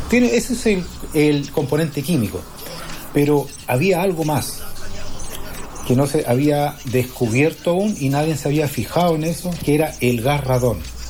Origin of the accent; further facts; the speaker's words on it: Arica, Arica y Parinacota, Chile; moved away as an adult; now in Iquique, Chile; yo soy oriundo de Arica, nací, pero yo ya vivo en Iquique hace más de 20 años, por un tema de la economía. En esos años me tuve que ir.